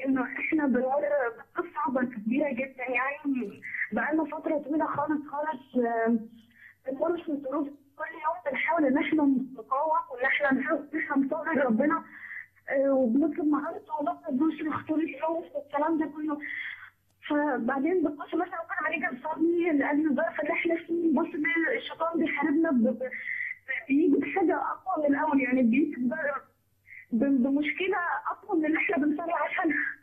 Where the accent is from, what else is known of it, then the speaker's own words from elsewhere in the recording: Asyut, Asyut Governorate, Egypt; هو انا من اسيوط على فكره يعني